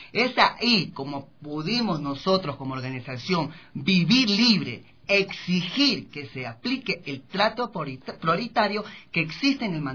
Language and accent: Spanish; Guayaquil, Guayas, Ecuador; porque yo soy de Guayaquil.